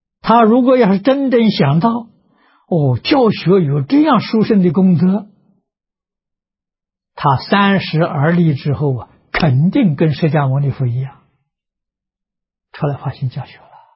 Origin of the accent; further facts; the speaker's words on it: China; 我们中国人讲虚岁啊，80岁